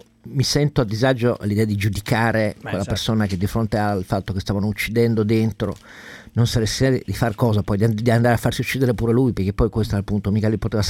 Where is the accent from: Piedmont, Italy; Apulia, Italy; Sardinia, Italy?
Piedmont, Italy; Turin; io da torinese sono abbastanza soddisfatto.